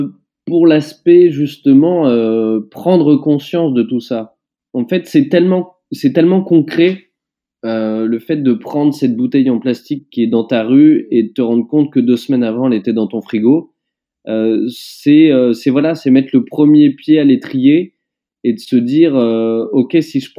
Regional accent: Roanne, Auvergne-Rhône-Alpes, France; born there; j'étais parti marcher entre ma ville natale, Roanne, et Lyon.

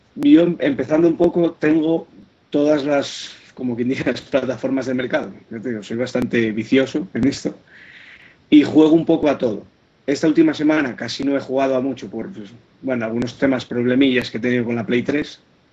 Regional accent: Asturias, Spain; Yo soy de Asturias.

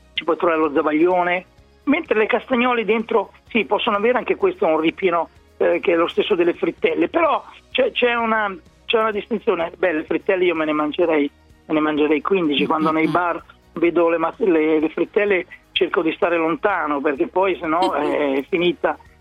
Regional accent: Emilia-Romagna, Italy; Dalle mie parti si chiamano frappe

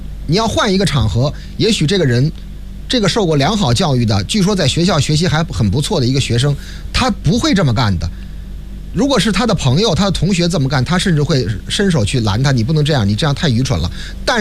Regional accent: China; 就是我们中国人当年啊，孔子曾经曰过，君子喻于义，小人喻于利

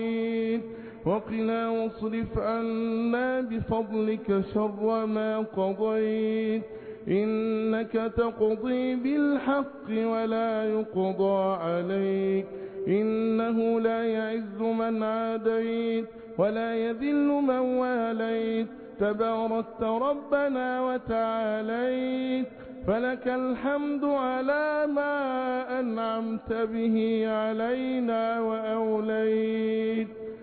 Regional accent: Egypt; اللهم احفظ بلادنا مصر بحفظك وارعها برعايتك وأمنها بأمانك

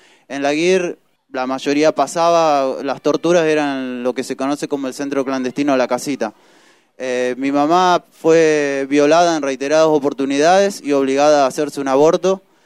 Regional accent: Rafaela, Santa Fe, Argentina; Nosotros somos de Rafaela

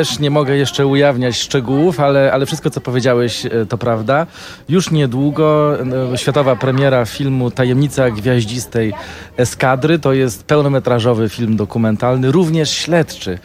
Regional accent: Lublin, Lublin Voivodeship, Poland; Ja pochodzę z Lublina, ale moja rodzina pochodzi w jakimś stopniu z Kazimierza.

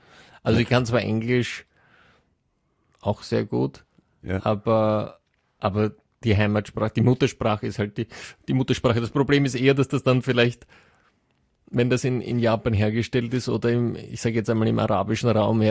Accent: Sweden; aber bei uns in Schweden gibt es natürlich auch Gegenden, wo noch gar kein Internet ist.

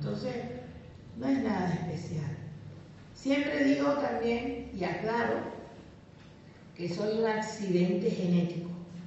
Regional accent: Cuba; Como cubana, aprendí a ser internacionalista.

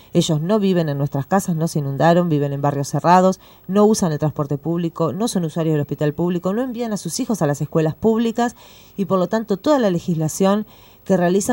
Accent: La Plata, Buenos Aires Province, Argentina; fui una de las miles de víctimas de la inundación de La Plata, soy del barrio de La Loma

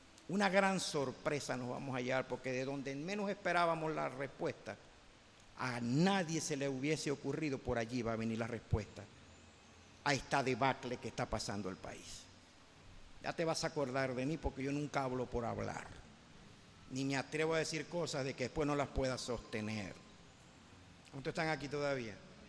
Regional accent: Venezuela; yo no creo que la solución de los problemas de Venezuela vengan por políticos

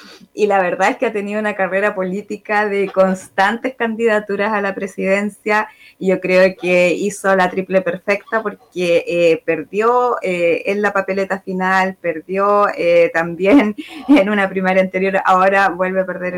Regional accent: Chile; Como buenos chilenos, todo a última hora

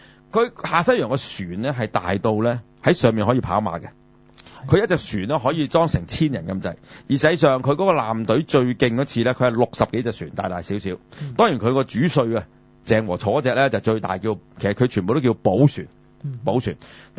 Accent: China; 因為咁啊，我哋中國人從來都係咁噶啦

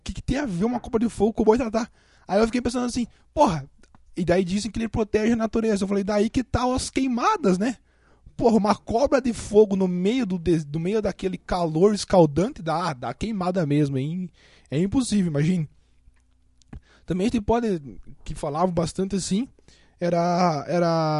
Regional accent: Paraná, Brazil; atualmente eu tô morando na cidade de Curitiba, mas por incrível que eu pareça, eu nasci no interior do Paraná. Como aqui diz, eu sou VIP. Sou VIP, vim do interior do Paraná.

